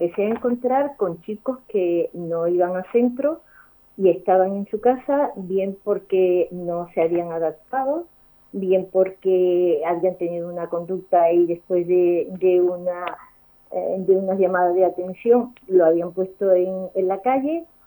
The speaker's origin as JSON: {"language": "Spanish", "town": "El Puerto de Santa María", "region": "Andalusia", "country": "Spain", "moved": "as an adult", "lives_now": "Valladolid, Spain", "said": "Yo soy andaluza, creo que se nota, y me casé y me vine a Valladolid, madre de tres hijos"}